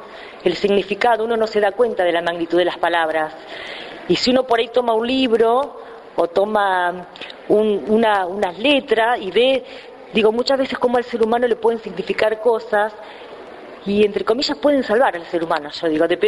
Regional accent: Saladillo, Buenos Aires Province, Argentina; porque hablo de Saladillo y soy de Saladillo, digo, ¿no?

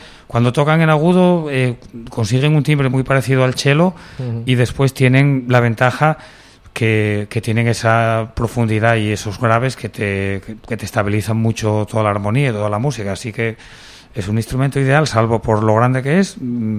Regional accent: Urbiés, Asturias, Spain; born there; Urbi Es, que yo el pueblín donde yo nací

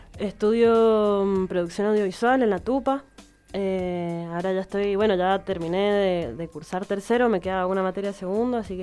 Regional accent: Mendoza, Argentina; Y de acá de Mendoza somos la Alex Mine, la Lila y yo.

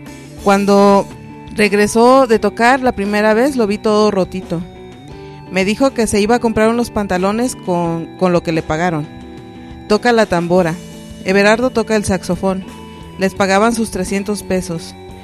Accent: Omeapa, Guerrero, Mexico; Soy de Omeapa Guerrero, madre de 7 hijos.

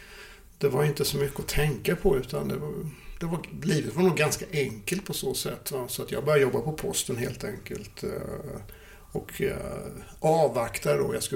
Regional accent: Småland, Sweden; born or raised there

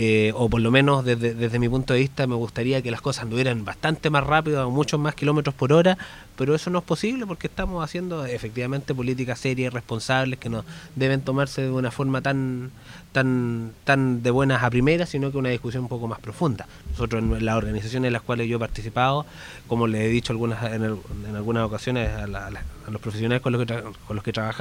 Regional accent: Biobío, Chile; Capel Bajo, Agüita la Perdiz. O sea, ese es el mundo del cual vengo.

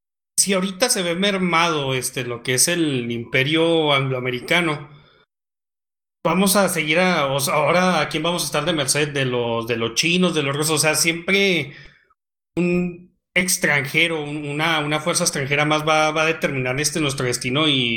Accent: northern Mexico, Mexico; Nosotros somos los norteños

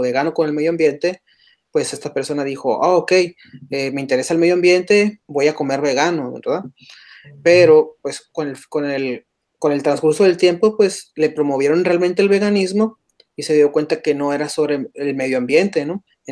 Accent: Sonora, Mexico; Y pues como somos de Sonora y en Sonora se produce de una manera diferente la carne

